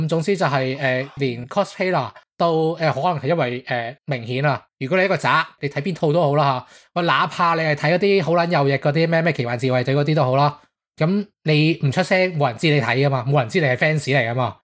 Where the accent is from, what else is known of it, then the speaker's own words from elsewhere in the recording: northern China, China; 我北方人我有少少咁嘅谂法